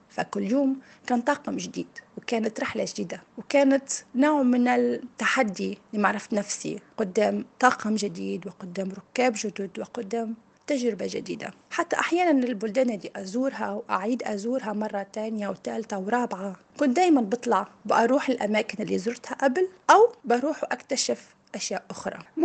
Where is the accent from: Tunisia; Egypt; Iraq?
Tunisia; moved away as an adult; now in United Arab Emirates; من تونس، عمري 37 سنة، أشتغل مضيفة طيران ومقيمة بالإمارات، عندي 10 سنوات، متزوجة وعندي ابن عمره 2.5 سنين.